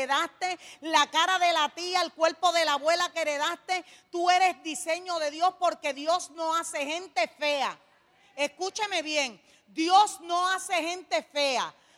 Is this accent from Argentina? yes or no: no; San Sebastián, Puerto Rico; Venimos del pueblo de San Sebastián. Gloria al Señor. Estamos sumamente cerquita de aquí, de Mayagüez.